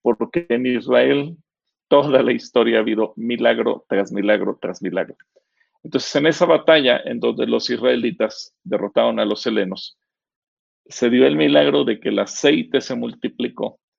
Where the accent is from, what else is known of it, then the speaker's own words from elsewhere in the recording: Mexico; porque como mexicanos estamos felices que ese día se conmemora el inicio de la batalla de independencia